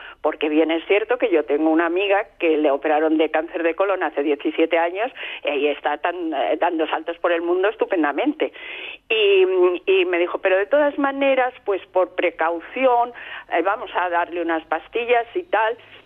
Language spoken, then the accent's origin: Spanish; Madrid, Community of Madrid, Spain; now in Almería, Spain; yo soy de Madrid, pero hace 25 años que vivo en Almería